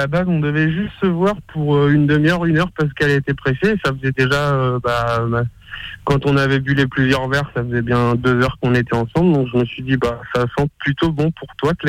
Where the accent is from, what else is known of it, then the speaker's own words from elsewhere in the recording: Brittany, France; Bah, à la base, je suis breton